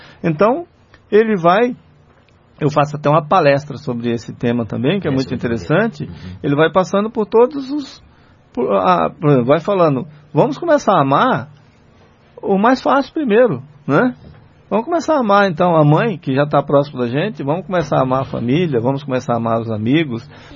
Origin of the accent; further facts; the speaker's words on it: Patamuté, Bahia, Brazil; Eu me lembro que eu era um rapazinho assim, de 15 para 16 anos, voltei lá na minha terra, lá em Patamuté, né?